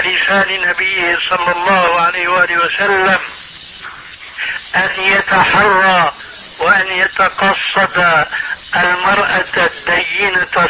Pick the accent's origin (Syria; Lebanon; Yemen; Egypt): Syria; عندنا في سوريا